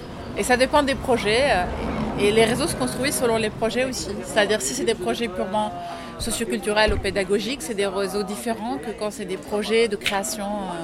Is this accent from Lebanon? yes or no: yes; Lebanon; now in France; Non, non, je suis originaire du Liban.